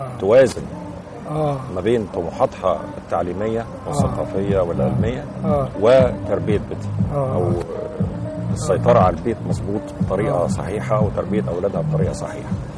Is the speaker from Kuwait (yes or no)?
no; Cairo, Cairo Governorate, Egypt; انا، اصلا ابويا من القليوبيه، يعني اصلا بس احنا اتربينا واتولدنا كلنا في القاهره.